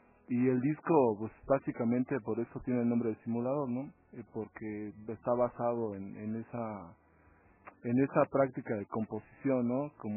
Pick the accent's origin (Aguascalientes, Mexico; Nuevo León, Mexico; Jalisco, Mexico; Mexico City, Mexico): Mexico City, Mexico; Coyoacán; now in Toluca, Mexico; pues nací en el Distrito Federal, ahí en Coyoacán. soy de DF. Ya tiene, no sé, 12 años, 11 años que estoy aquí en Toluca trabajando como músico ya profesionalmente.